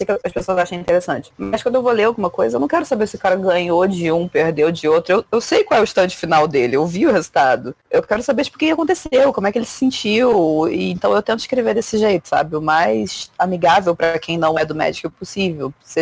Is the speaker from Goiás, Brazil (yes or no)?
no; Rio de Janeiro, Brazil; Não, eu sou do Rio de Janeiro.